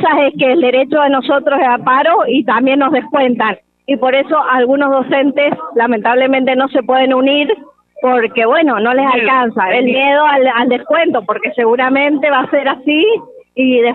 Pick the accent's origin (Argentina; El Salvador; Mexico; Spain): Argentina; San Rafael, Mendoza; De Montecomán, de San Rafael.